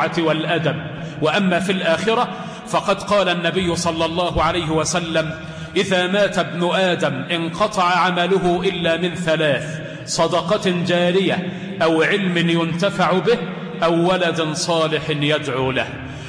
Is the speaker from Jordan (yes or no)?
no; Egypt; اللهم احفظ بلدنا مصر من أيدي العابثين ومن نفاق المنافقين